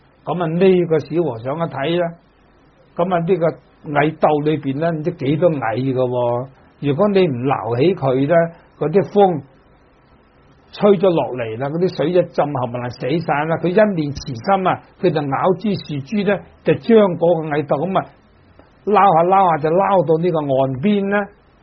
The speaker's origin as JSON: {"language": "Cantonese", "town": "Dongguan", "region": "Guangdong", "country": "China", "tie": "born or raised there", "said": "咁尤其是我哋鄉下東莞咧，就可以講魚塘咧，處處有嘅。"}